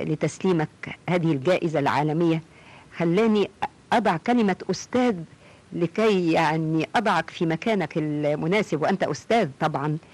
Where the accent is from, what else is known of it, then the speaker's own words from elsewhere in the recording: Egypt; وأقول أنا مصرية، أنا من بلد